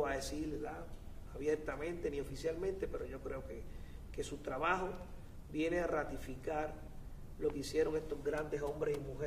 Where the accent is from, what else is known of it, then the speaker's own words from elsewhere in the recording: Villalba, Puerto Rico; en caso de Villalba, que fue en mi pueblo